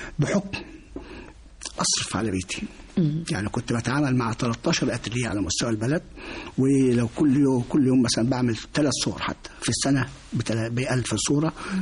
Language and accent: Arabic; Minya, Minya Governorate, Egypt; في يوم من الأيام عندنا في المنيا